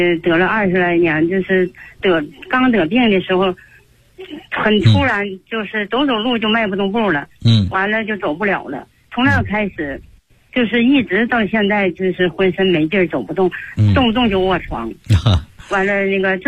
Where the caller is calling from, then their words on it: Qiqihar, Heilongjiang, China; 我是齐齐哈尔的，是您的新学员。